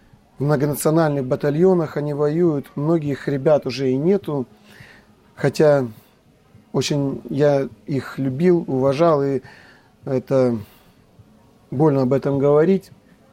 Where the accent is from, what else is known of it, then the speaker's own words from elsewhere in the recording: Kislovodsk, Stavropol Krai, Russia; хотя рос на Кавказе, есть там такое понятие, как брат, потому что там многонациональный, я вырос в Кисловодске, многонациональный город